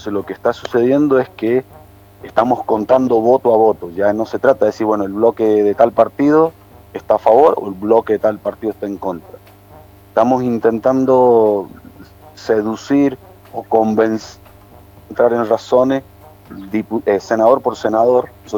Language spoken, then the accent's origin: Spanish; San Carlos, Mendoza, Argentina; mi pueblo, en el centro, en el corazón de la provincia de Mendoza, en San Carlos